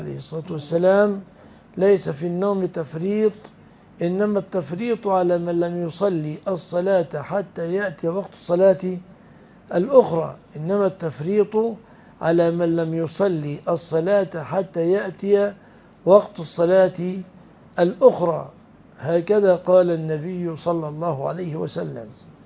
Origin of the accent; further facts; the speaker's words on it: Egypt; خلاص انا مصري